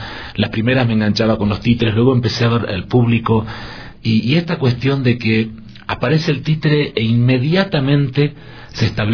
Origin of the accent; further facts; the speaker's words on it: Patagonia, Argentina; yo soy de la Patagonia, pero del norte de la Patagonia